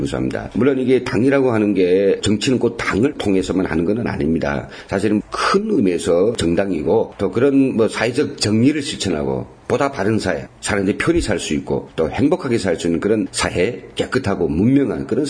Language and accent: Korean; North Korea; now in South Korea, South Korea; 언제 10년도 안 되는 그런 우리 북에서 온 사람이